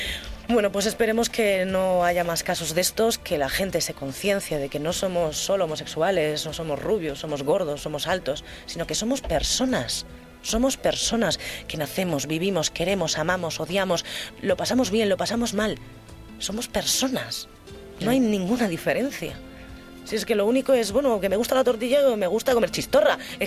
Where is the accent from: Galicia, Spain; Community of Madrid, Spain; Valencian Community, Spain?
Galicia, Spain; Ay, y que Galicia somos así un poco retrógradas en ese aspecto. Por lo menos las Rías Baixas, que es de donde yo vengo y que es lo que conozco.